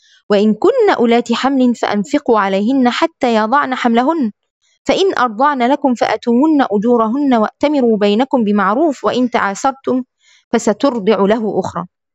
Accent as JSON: {"language": "Arabic", "country": "Egypt", "said": "وعندنا في مصر كده في نساء كده"}